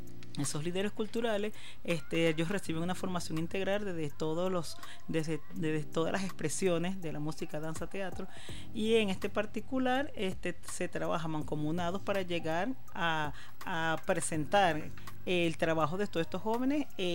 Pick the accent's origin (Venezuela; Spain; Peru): Venezuela; que se identifique como venezolanos que somos.